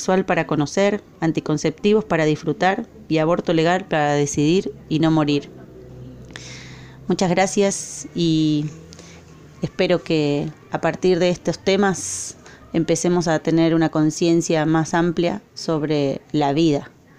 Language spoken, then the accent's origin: Spanish; Argentina; now in Costa Rica; Soy argentina y hace un año que estoy en Costa Rica.